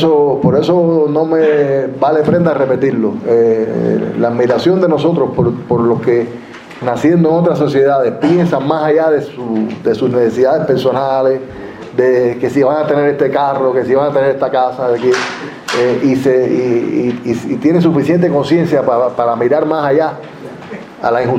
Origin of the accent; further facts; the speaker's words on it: Cuba; also born or lived in United States; Tú sabes que yo nací allá, yo nací en Estados Unidos. Y yo tuve la tremenda suerte de que mis padres me trajeran para Cuba, con 5 años.